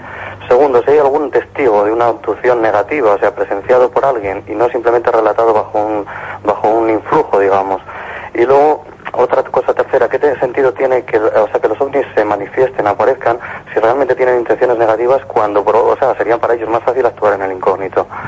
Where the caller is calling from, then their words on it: Ourense, Galicia, Spain; soy de Zamorano de Orense, me han tomado mal la provincia